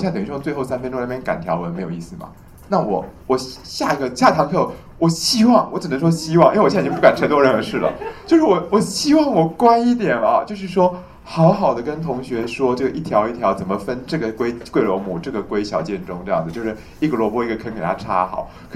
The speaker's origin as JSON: {"language": "Chinese", "country": "China", "said": "所以我们中国人用附子哦，真的内行的人都会说一句话"}